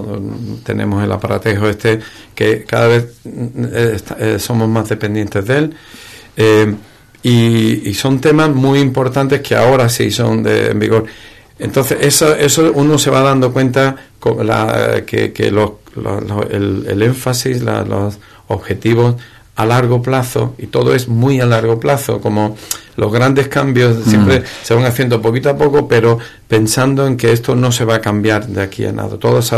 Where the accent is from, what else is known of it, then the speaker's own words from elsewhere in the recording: Ubrique, Andalusia, Spain; yo soy ubriqueño, soy andaluz, soy español